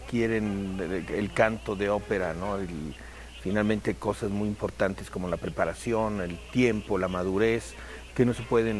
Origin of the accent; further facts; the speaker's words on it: Mexico; now in Germany; En realidad aquí somos tres tenores mexicanos